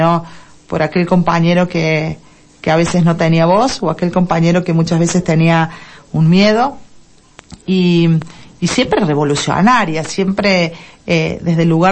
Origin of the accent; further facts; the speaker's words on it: Deán Funes, Córdoba, Argentina; Soy nacida en Dian Funes, criada en Dian Funes